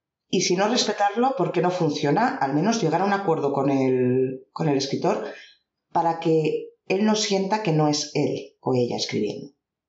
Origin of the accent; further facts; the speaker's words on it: Valencian Community, Spain; una persona que vive en mi zona, en la zona de Valencia, no hablamos como los de Madrid.